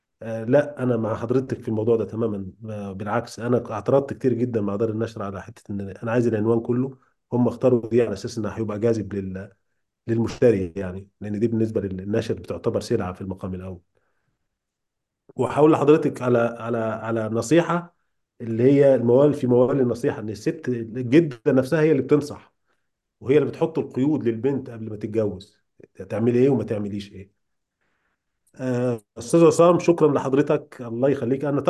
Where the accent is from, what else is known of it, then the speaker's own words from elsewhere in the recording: Egypt; first language Egyptian Arabic; العاميه المصريه، يعني ملهاش حتى دخل باللغه العربيه الفصحى اللي هم بيحاولوا يسوقوها لنا كلغه ام. احنا لغتنا الام هي اللغه العاميه